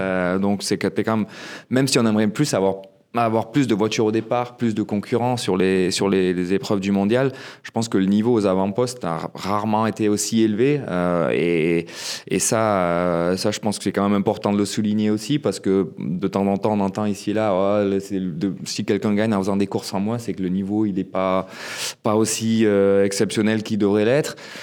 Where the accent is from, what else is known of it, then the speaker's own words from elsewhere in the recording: Gap, Provence-Alpes-Côte d'Azur, France; on est basé à Gap, ma ville natale